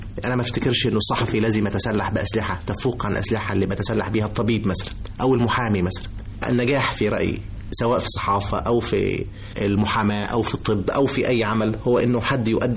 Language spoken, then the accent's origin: Arabic; Egypt; وبحاول اقول له ان انا مصري، واحاول اقول له انا مين